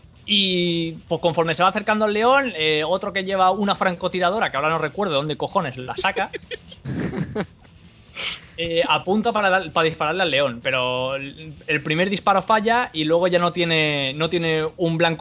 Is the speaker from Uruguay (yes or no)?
no; Spain; Y soy español, tío, y me duele decirlo